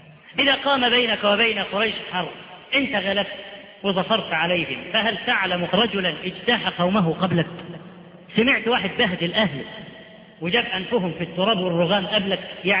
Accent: Upper Egypt, Egypt; ده احنا عندنا في الصعيد لحد دلوقتي

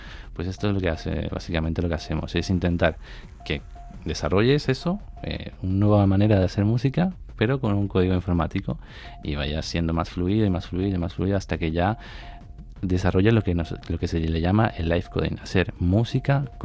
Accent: Madrid, Community of Madrid, Spain; Se llama Life Code Math porque somos de Madrid

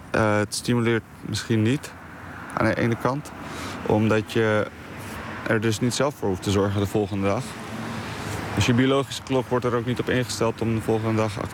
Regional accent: Bosnia & Herzegovina; now in Netherlands; Want ik kom zelf uit Bosnië dus. En het is iets wat je daar nooit zou zien.

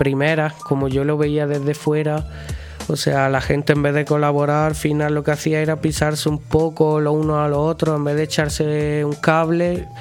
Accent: Belicena, Andalusia, Spain; Yo soy de Belicena, que es un pueblo colindante con Santa Fe, de donde es el de Fe Fuente.

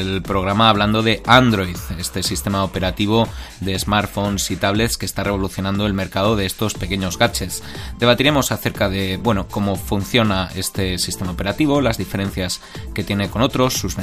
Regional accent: Asturias, Spain; Claro, como somos asturianos hay que meter premio Príncipe de Asturias.

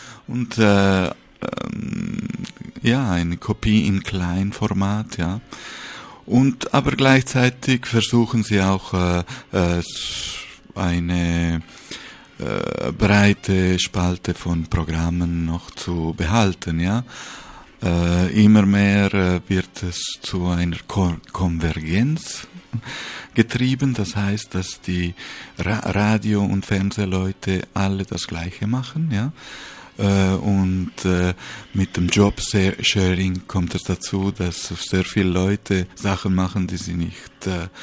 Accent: Spain; now in Switzerland; Ich bin Schweizer Bürger, in Spanien geboren, aufgewachsen.

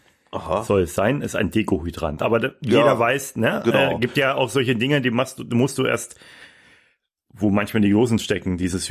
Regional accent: Hanau, Hesse, Germany; Nee, waren natürlich nicht aus Kassel. Wir sind in Hanau aufgewachsen.

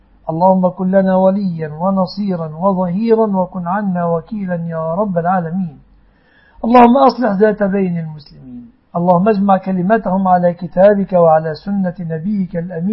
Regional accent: Egypt; احفظ يا ربي بلادنا مصر وسائر بلاد المسلمين من كل مكروه وسوء يا رب العالمين

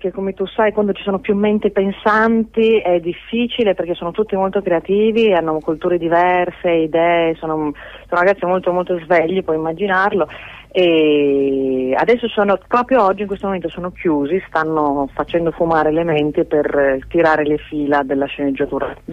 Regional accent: Gorizia, Friuli-Venezia Giulia, Italy; also born or lived in Trieste; io sono di Gorizia, nata a Trieste

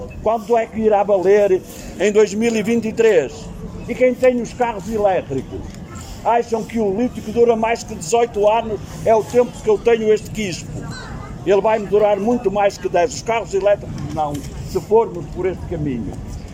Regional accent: Penafiel, Norte, Portugal; as pessoas achem que eu que sou do Penafiel

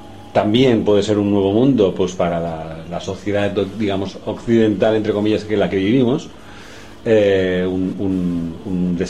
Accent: Barcelona, Catalonia, Spain; Sí, yo soy de Barcelona.

